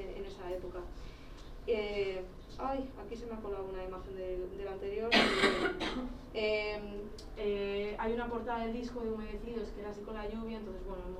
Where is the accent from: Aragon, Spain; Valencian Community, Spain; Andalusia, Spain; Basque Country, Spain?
Basque Country, Spain; para las personas que somos de Euskadi